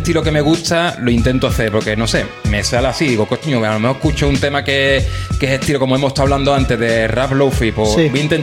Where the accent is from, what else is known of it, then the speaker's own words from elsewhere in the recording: Ceuta, Spain; tengo 30 años, soy de Ceuta.